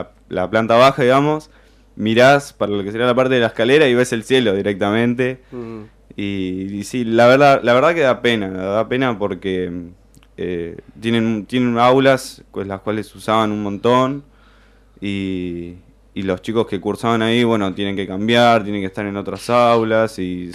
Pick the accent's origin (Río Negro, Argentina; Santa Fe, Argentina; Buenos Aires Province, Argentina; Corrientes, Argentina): Buenos Aires Province, Argentina; La Plata; Yo soy de Villa Garibaldi, antes de Parque Sicardi